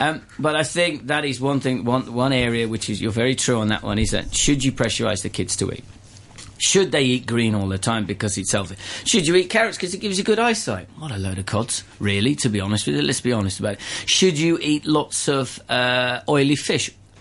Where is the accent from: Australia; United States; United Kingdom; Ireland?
United Kingdom; England; I was born and bred in England. I am English. My father was... his father is from Cyprus. He's Greek. Greek Cypriot.